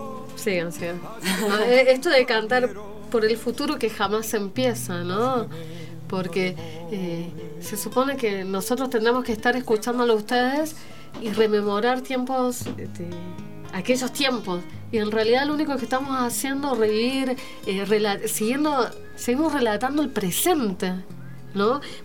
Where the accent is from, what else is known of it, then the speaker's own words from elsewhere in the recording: Santiago, Santiago Metropolitan Region, Chile; De Santiago de Chile.